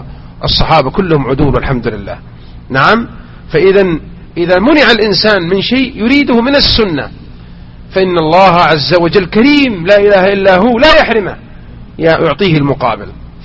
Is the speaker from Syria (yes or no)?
no; Mecca, Makkah Province, Saudi Arabia; والعادة لا تزال هذه سبحان الله تلك إلى أن أذكرها وأنا صغير في مكة كانوا ينثرون مثل هذا